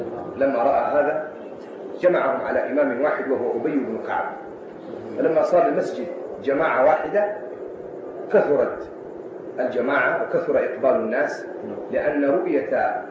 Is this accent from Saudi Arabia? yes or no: yes; Hejaz, Saudi Arabia; بل إن السنة كلها عندنا في الحجاز بفضل الله مولد